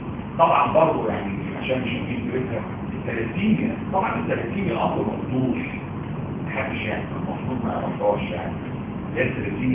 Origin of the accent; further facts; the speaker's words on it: Egypt; انا راجل مصري